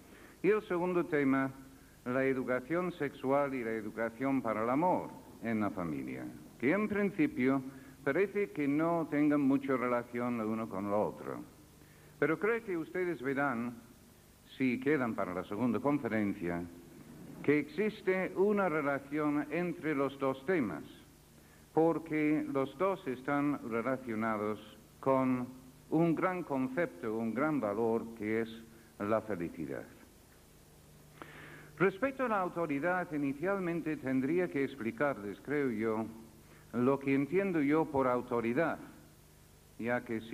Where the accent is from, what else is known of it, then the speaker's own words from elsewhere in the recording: United Kingdom; Spanish is a second language; now in Spain; sabiendo que soy británico no podrían comprender qué hacía siendo profesor de una universidad española.